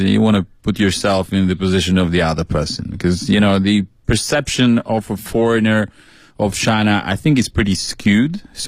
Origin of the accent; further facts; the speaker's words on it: Albania; Albania. Well, your people.